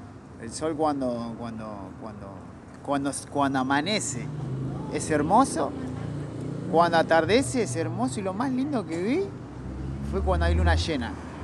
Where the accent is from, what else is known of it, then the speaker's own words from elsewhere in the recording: Quilmes, Buenos Aires Province, Argentina; yo viví casi toda mi vida ahí, ¿viste? Mis vecinos me conocen de chiquito, ¿viste? Me vieron crecer y nada, es hermoso, ¿viste? Soy de Quilmes porque vivo en Quilmes. Me encanta Quilmes también